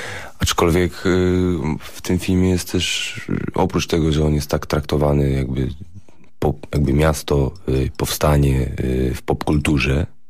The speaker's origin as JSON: {"language": "Polish", "town": "Warsaw", "region": "Masovian Voivodeship", "country": "Poland", "tie": "born or raised there", "said": "Ja jestem warszawiakiem, urodzonym tutaj"}